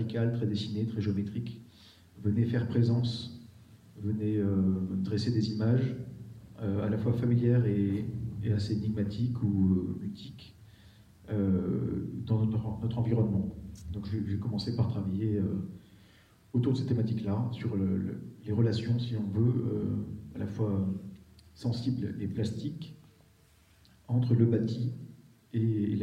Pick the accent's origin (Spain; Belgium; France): France; Marseille, Provence-Alpes-Côte d'Azur; born there; Moi je suis plutôt d'originaire du sud, c'est-à-dire que je suis né à Marseille, donc ce ne sont pas les mêmes latitudes, pas les mêmes climats, pas les mêmes lumières.